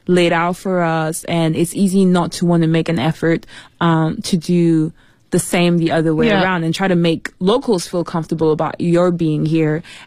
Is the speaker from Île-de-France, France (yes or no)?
yes; Paris, Île-de-France, France; also born or lived in New York; my parents are from Congo, but I was born in Paris. And when I was maybe 6 months, I moved to New York. And so from then onwards, I was kind of doing back and forth between Paris and New York. Then I came back to Paris for good to finish high school.